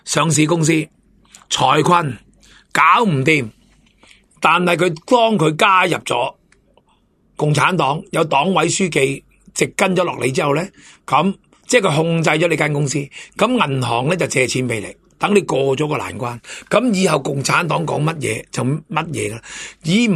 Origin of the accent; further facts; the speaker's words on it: Hong Kong; 深圳、东莞、广东省，我哋香港人最明白、最睇得到噶啦